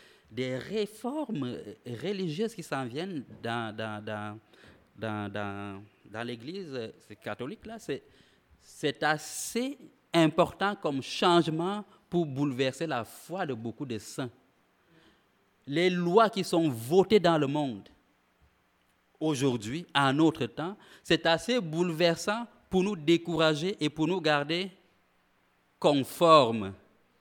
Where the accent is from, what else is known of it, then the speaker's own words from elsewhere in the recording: Quebec, Canada; comme on dit chez nous au Québec, amoché